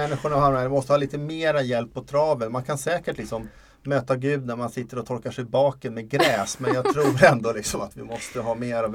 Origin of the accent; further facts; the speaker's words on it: Sweden; jag är en bortskämd svensk lattepappa.